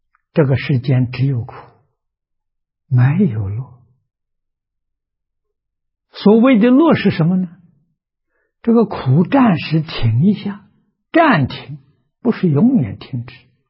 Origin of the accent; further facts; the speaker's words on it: China; 就是我们中国人讲孝子贤孙的。